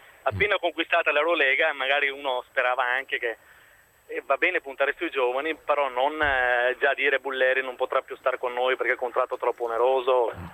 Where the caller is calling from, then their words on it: Treviso, Veneto, Italy; Siamo da Treviso